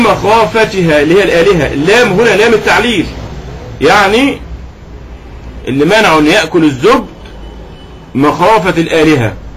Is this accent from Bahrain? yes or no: no; Egypt; احنا معروف عندنا في مصر اللبن الايه اللبن الرائب